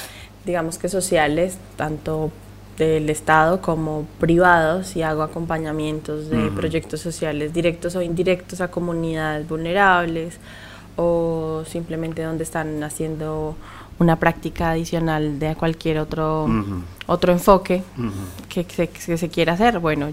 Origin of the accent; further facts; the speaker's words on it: Bogotá, Colombia; moved away as an adult; Soy de Bogotá, vengo desde Bogotá.